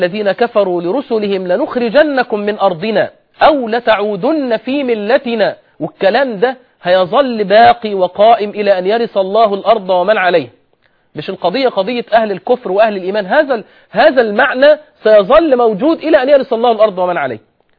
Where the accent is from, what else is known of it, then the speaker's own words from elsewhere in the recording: Egypt; يعني مثلا احنا عندنا في مصر أغلب الفتيات غير منتقبات